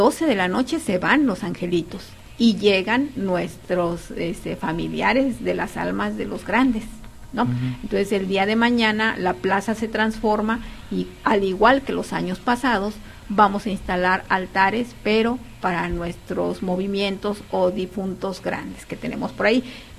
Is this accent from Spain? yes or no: no; Mexico; el maíz es parte de nuestra esencia como mexicanos